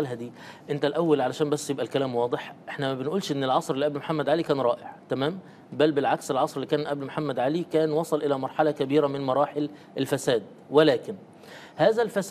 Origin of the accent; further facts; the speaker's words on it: Egypt; دلوقتي عندنا في مصر مثلا